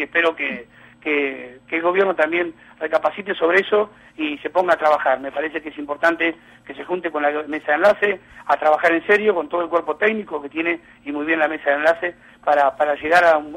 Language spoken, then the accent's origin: Spanish; Argentina; creo que hablo como argentino, ¿no es cierto?